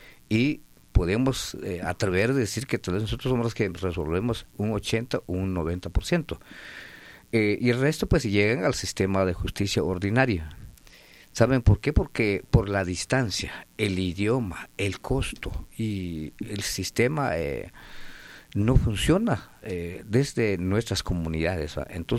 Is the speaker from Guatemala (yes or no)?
yes; Quetzaltenango, Guatemala; vengo de la Nación MAM, del departamento de Quetzaltenango